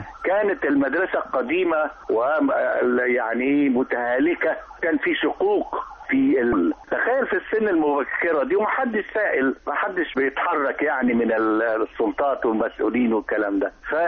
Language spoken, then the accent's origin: Arabic; El Mahalla El Kubra, Gharbia, Egypt; قبل الجامعة كنا عارفين أن عندنا صرح مثلا على المستوى الاقتصادي. كان عندنا في المحلة